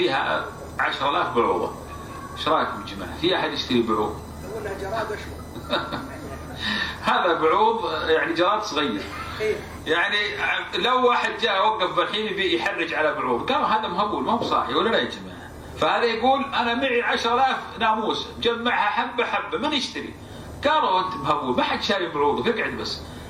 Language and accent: Arabic; Saudi Arabia; عندنا في السعودية كلهم يصحوا